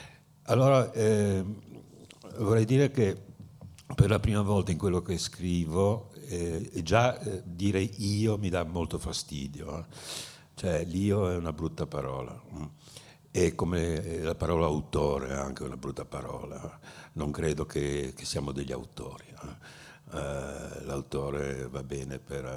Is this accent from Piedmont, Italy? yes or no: no; Genoa, Liguria, Italy; siccome sono genovese di origine